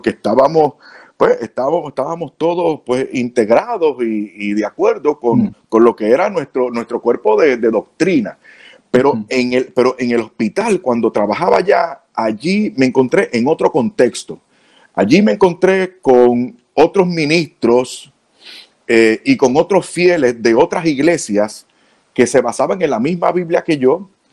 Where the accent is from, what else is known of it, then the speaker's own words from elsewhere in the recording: Puerto Rico; O sea, yo soy puertorriqueño, como digo, sangre caliente y digo las cosas de frente.